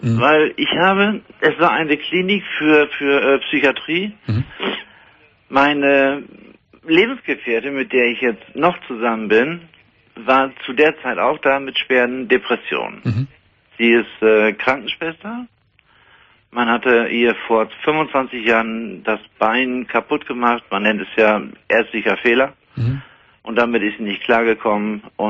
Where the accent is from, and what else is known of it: Ostrhauderfehn, Lower Saxony, Germany; born or raised there